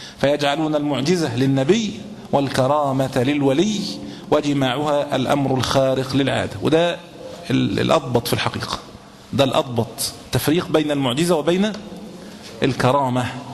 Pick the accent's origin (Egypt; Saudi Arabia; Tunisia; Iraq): Egypt; وإن كان في بلادنا مصر الحمد لله تقريبا شبه الحمد لله بدأوا ينقرضوا